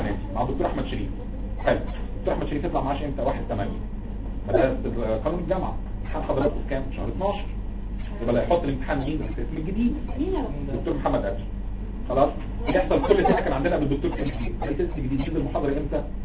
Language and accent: Arabic; Egypt; انا طبعا انت عارف ان عندنا في مصر